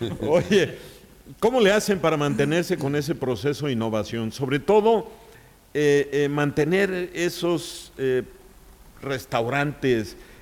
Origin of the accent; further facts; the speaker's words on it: Mexico; porque lo mexicano no se nos quita